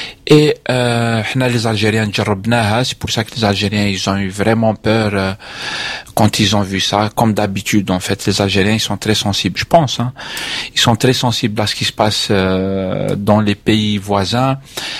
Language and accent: French; France; Année, je suis français, donc c'est vrai que je suis pas touché personnellement dans ça.